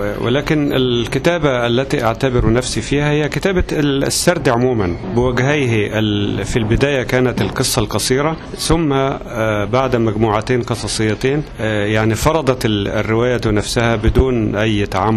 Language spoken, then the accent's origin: Arabic; Egypt; عندنا في مصر سيرة أخرى مهمة جدا